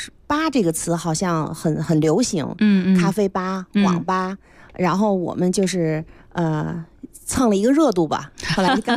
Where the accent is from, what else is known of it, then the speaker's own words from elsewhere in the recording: Mentougou, Beijing, China; 我呢是出生和长大在门头沟，所以我们对京西呢就是有一种感情，特殊的感情。